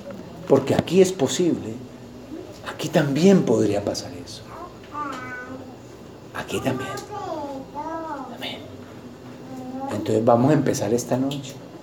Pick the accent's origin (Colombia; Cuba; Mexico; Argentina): Colombia; Como colombianos, como cristianos, vamos a tomarnos de nuestras manos.